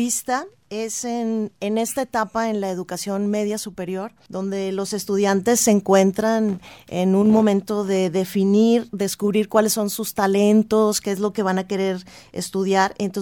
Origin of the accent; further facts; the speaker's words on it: Mexico; permite la construcción de la identidad como mexicanos